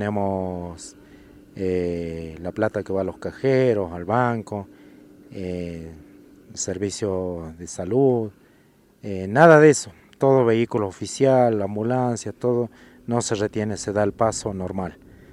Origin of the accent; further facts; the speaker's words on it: Jujuy, Argentina; nosotros como jujeños o como argentinos veamos, ¿no?, nuestra realidad, lo que estamos pasando acá en Jujuy